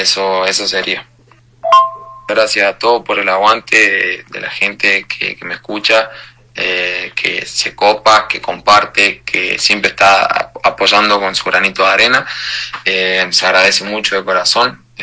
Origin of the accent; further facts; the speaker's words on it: San Luis, Argentina; Soy de acá, de San Luis, Argentina, de la capital, del barrio CGT. Tengo 19 años